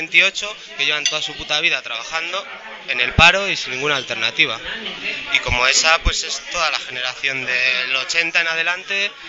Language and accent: Spanish; Burgos, Castile and León, Spain; moved away as an adult; Entonces yo me fui de Burgos, pero vengo casi todos los fines de semana, sigo haciendo mi vida en Burgos porque a mí me gustaría trabajar en Burgos